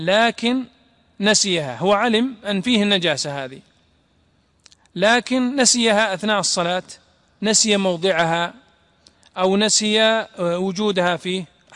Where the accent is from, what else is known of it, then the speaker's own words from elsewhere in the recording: Najd, Saudi Arabia; فمثلا عندنا في نجد كانوا ويضعون أحسن ما تجبر به الأيدي